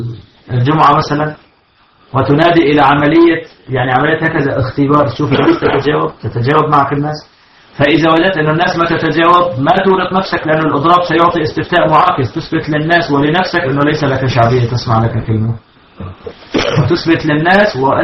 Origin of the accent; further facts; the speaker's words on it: Syria; هذا حصل عندنا في سوريا